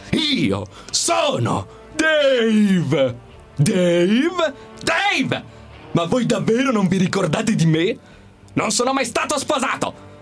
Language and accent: Italian; Viareggio, Tuscany, Italy; Vengo dalla Toscana, Viareggio.